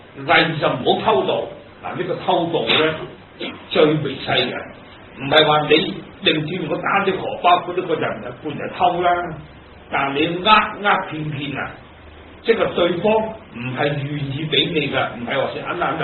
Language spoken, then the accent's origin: Cantonese; China; 嗱，反觀我哋自己中國人，有幾多個頭咁高？